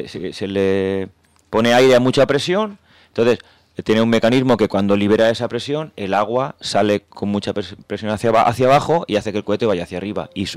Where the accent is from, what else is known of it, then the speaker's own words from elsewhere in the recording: Jerez, Andalusia, Spain; somos de Jerez, Magallanes